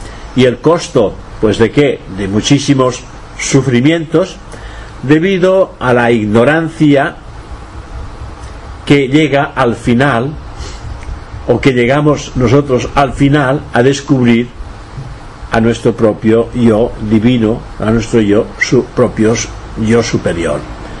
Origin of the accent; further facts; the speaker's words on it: Catalonia, Spain; Y si después me apuras, pues soy europeo. Y si me apuras más, pues soy español. Y si me apuras más, pues soy catalán.